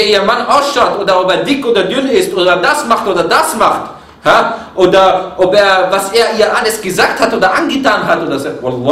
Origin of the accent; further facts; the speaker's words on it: Egypt; Ich bin Ägypter, du bist Ägypter.